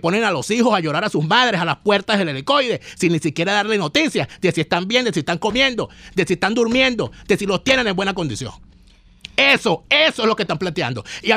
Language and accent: Spanish; Venezuela; nosotros nos vamos a negar como venezolanos a superar esta desgracia